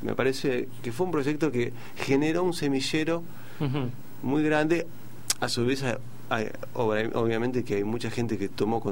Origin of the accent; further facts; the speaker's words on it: El Palomar, Buenos Aires Province, Argentina; yo vengo de Palomar, ¿no? Yo soy de Palomar